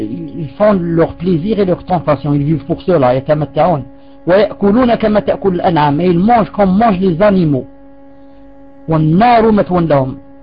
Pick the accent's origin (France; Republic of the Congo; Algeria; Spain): Algeria; comme chez nous en Algérie, hein, les vieilles traditions